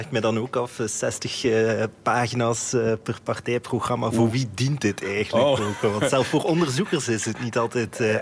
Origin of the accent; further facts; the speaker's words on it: Belgium; En ook een klein beetje als Belg, omdat bij ons is het zeker de moeder aller verkiezingen.